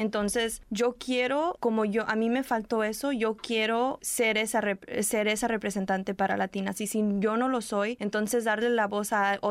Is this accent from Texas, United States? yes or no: no; Watsonville, California, United States; soy de Watsonville, de California. No, pero ¿de dónde eres? No, pues sí soy de Watsonville, California. No soy, you know, like, no soy de México. Mis papás son de México.